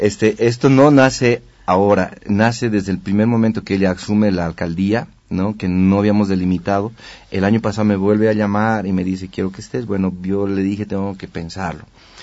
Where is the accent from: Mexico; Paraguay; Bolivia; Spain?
Bolivia; El Alto, La Paz; Sí, bueno, he crecido, ¿no? Desde mi niñez en Ciudad Satélite